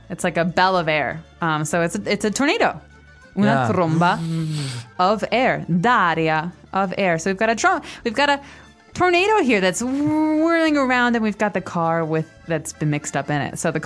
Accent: Chicago, Illinois, United States; But I have to tell you, I'm from Chicago, which is in the Midwest. It's the middle part of America.

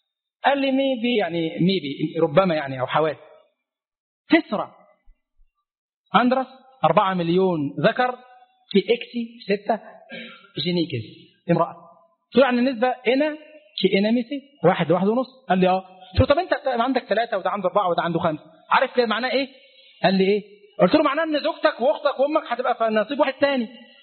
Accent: Egypt

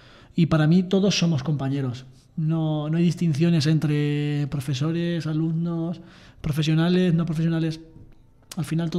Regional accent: Aldea del Rey, Castilla-La Mancha, Spain; Yo soy de Aldea del Rey.

